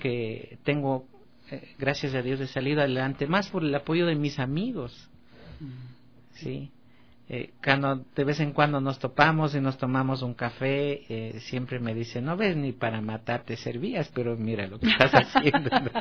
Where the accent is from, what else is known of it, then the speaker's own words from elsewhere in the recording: Baños de Agua Santa, Tungurahua, Ecuador; Como yo vivía en Baños de Agua Santa, mi ciudad natal, entonces allí hacer deportes de aventura era una odisea.